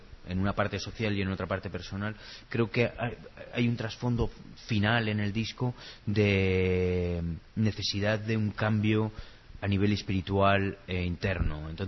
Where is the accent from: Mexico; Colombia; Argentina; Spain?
Spain; Zaragoza, Aragon; now in Los Angeles, United States; Yo quizás soy más zaragozano en Los Ángeles que cuando viví en mi ciudad